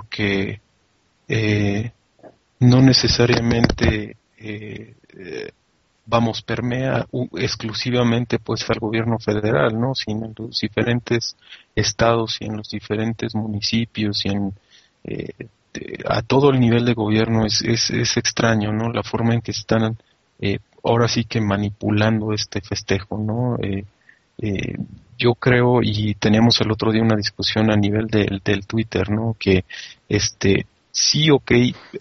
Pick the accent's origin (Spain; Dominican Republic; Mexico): Mexico; sigo siendo tan mexicano porque nací en este país y punto